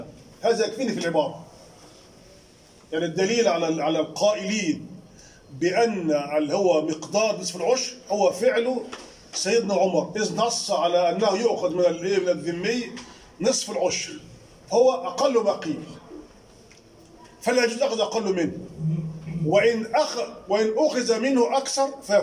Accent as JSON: {"language": "Arabic", "country": "Egypt", "said": "من ذمه عندنا في مصر وينتقل به الى السعوديه"}